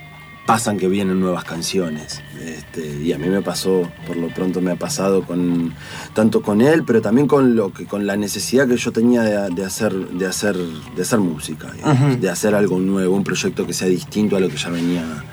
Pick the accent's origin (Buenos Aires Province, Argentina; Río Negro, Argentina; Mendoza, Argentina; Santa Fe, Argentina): Buenos Aires Province, Argentina; La Plata; porque encima soy de La Plata